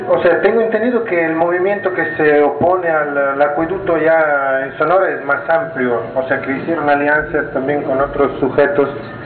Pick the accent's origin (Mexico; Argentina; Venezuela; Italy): Italy; yo vengo de Italia y quisiera saber qué pueden hacer los compañeros solidarios de Italia y de Europa para apoyarlos